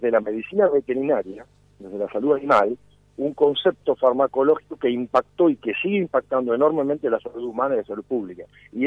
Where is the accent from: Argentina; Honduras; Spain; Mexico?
Argentina; Lorenzo; yo vengo de un pueblo, de Lorenzo, es mi pueblo, un pueblo chiquito, fui a la escuela primaria pública, al secundario público, a la universidad pública.